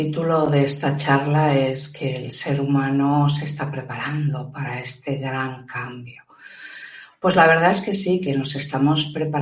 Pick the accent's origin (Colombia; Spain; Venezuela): Spain; sobre todo aquí en España, en mi país, vergonzoso.